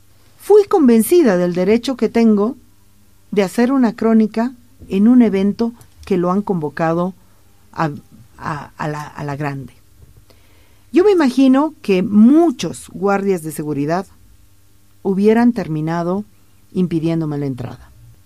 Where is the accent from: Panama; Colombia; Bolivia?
Bolivia; Porque yo también soy boliviana y estoy haciendo mi trabajo.